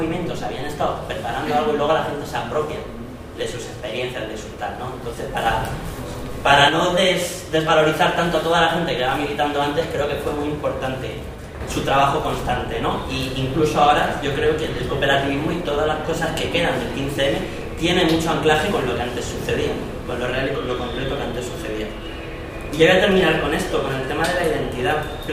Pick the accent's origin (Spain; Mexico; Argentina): Spain; Madrid, Community of Madrid; Yo soy de Madrid, tengo una historia medio rara. Soy de Madrid, estuve en el movimiento Ocupa mucho tiempo. Me fui a estudiar a Andalucía